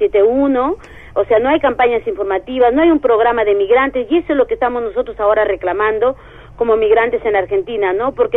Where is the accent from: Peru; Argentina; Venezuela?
Peru; yo soy peruana, si me pregunta por nacionalidad, sí. Pero a partir de la lucha en que estamos llevando ahora a nosotros, yo ya no me identifico como peruana en el ámbito migratorio.